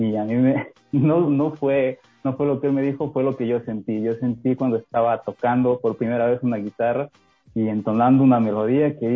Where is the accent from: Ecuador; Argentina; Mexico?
Ecuador; Santo Domingo de los Tsáchilas; empecé a hacer bandas ahí en el pueblo donde yo crecí. Ahora sí les digo, yo nací en Santo Domingo de los Áchilas, señores.